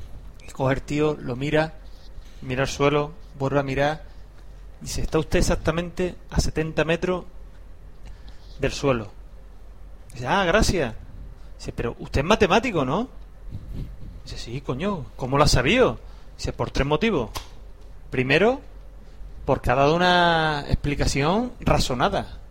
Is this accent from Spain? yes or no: yes; Madrid, Community of Madrid, Spain; Es decir, que soy de Madrid.